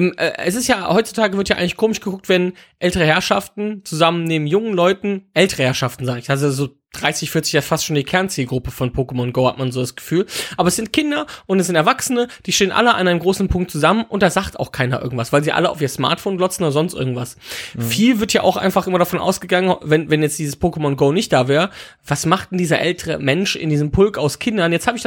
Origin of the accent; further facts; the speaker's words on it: Wipperfürth, North Rhine-Westphalia, Germany; Ja, es könnte jetzt auch meine Heimatstadt Wipperfürth sein, die liegt aber leider nicht in den USA.